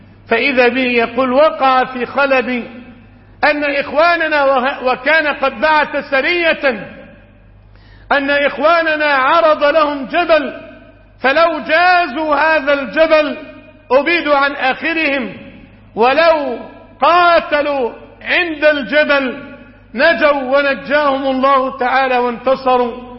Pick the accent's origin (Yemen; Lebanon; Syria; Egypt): Egypt; بلادنا مصر